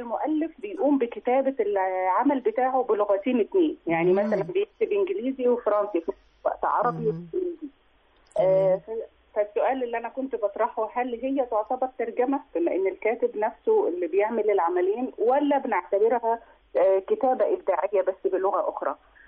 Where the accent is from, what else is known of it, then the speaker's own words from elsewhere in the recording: Egypt; وإزاي إحنا كمصريين بنقيم الأدب الأفريقي